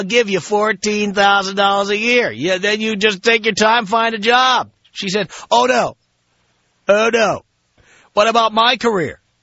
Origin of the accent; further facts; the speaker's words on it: New York City, New York, United States; I grew up in New York City.